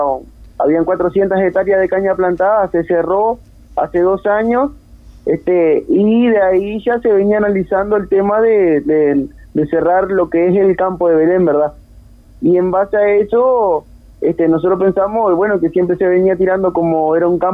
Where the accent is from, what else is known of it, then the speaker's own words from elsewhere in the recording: Bella Unión, Artigas, Uruguay; Aunque yo soy de Bella Unión, ¿verdad?